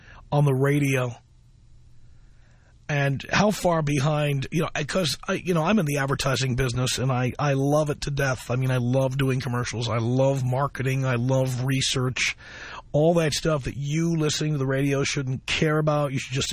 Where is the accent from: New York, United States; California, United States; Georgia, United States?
New York, United States; New York City; I grew up in the South Bronx around black folks.